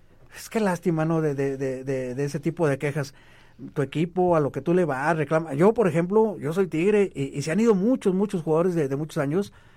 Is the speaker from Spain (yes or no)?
no; Monterrey, Nuevo León, Mexico; Una barbacoa muy al estilo de mi tierra, de Monterrey, nada